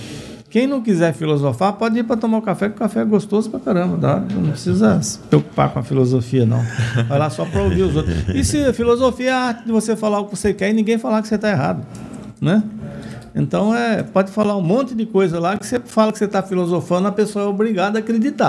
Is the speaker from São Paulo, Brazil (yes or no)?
no; Patamuté, Bahia, Brazil; O pessoal fala que a minha cidade tem um nome diferente, Patamuté, lá na Bahia, né?